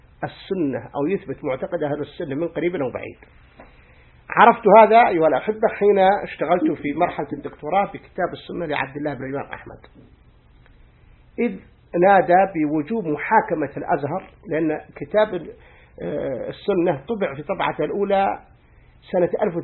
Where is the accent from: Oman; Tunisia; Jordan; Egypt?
Egypt; قال هذه اسمها عندنا في مصر أو نطلق عليها الكاسوسة الحسناء،